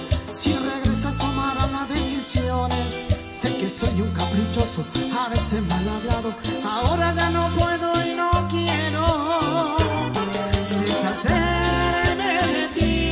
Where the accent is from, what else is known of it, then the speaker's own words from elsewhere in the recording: San Genaro, Santa Fe, Argentina; soy de San Genaro, Santa Fe, pero hace un tiempo largo que soy un vecino de todos ustedes.